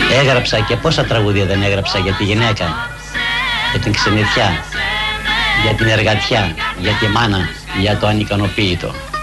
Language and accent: Greek; Trikala, Thessaly, Greece; born there; now in Athens, Greece; Γεννήθηκα στα Τρίκαλα της Θεσσαλίας. Ο πατέρας μου ήταν υπερώτης από τα Γιάννηνα, καθώς και η μάνα μου τη λέγαν Βικτωρία από τα Ζαγόρια